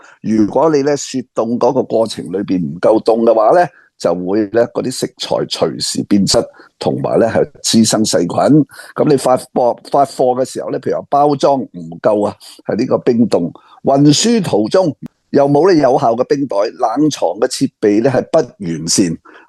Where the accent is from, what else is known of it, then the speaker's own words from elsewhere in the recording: Hong Kong; 我哋细个喺香港未听过有一样嘢叫预制菜啊，